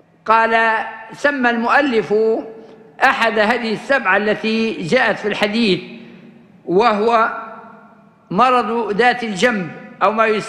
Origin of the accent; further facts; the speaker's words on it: Libya; accent: Libyan; وهذا اللفظ معروف حتى في لهجتنا الليبية